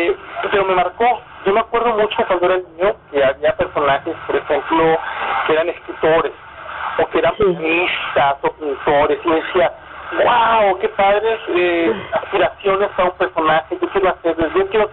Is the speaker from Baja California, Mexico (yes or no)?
no; Monterrey, Nuevo León, Mexico; Yo nací en Monterrey, yo vivía en Monterrey